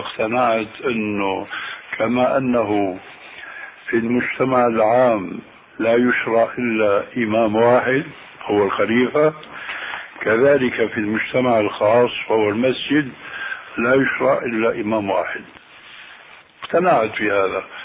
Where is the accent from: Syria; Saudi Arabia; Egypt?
Syria; Damascus, Damascus Governorate; وأنا ربيت في دمشق